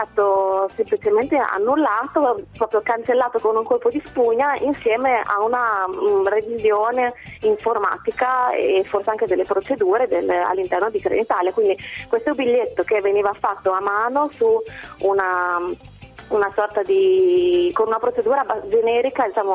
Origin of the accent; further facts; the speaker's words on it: Bologna, Emilia-Romagna, Italy; No, sono di Bologna, sì. E vado a Imola tutti i giorni per lavoro.